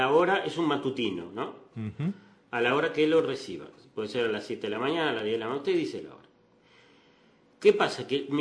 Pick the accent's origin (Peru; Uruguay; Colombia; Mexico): Uruguay; Y no somos menos uruguayos que nadie.